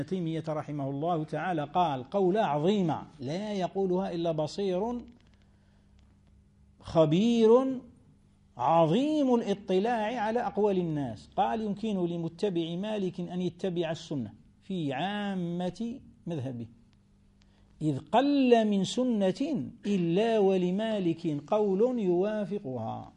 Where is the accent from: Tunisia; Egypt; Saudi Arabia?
Tunisia; كما احنا توانسة بكري وحنا كلنا مغاربة